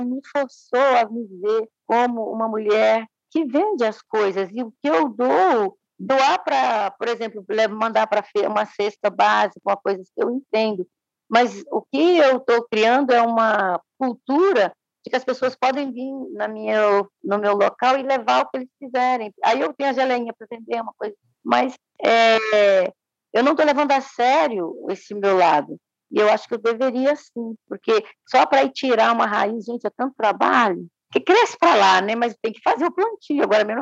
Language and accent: Portuguese; Minas Gerais, Brazil; Eu sou mineira ainda por cima